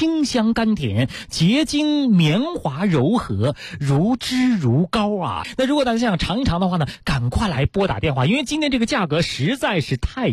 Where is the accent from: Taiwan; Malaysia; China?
China; Beijing; 因为咱们北京人吧，可能各个地方啊他可能都有各个地方的蜂蜜，像咱们北京人呢可能会吃一些什么槐花蜜啊等等的啊。